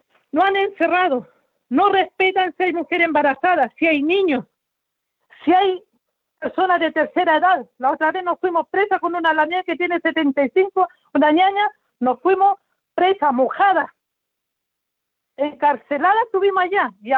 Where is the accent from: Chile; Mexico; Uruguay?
Chile; Araucanía; Nosotras somos la identidad de la Araucanía. La Araucanía es la región más pobre que hay aquí.